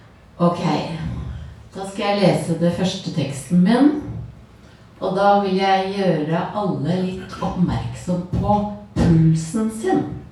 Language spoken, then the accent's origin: Norwegian; Telemark, Norway; Ja, jeg vokste opp i Telemark med utsikt over en fjord mellom fjell.